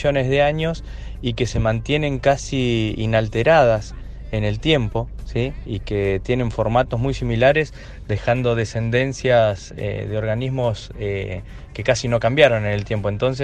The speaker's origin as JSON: {"language": "Spanish", "region": "La Pampa", "country": "Argentina", "said": "Yo soy de La Pampa, una provincia casi pegada a Neuquén."}